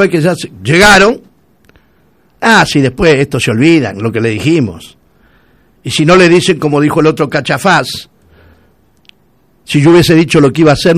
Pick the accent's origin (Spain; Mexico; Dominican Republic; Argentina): Argentina; Y yo soy argentino.